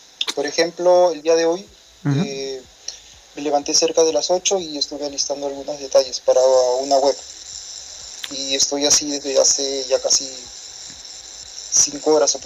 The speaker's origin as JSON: {"language": "Spanish", "region": "Lima", "country": "Peru", "said": "Soy de Perú, me ubico en Lima, Miraflores."}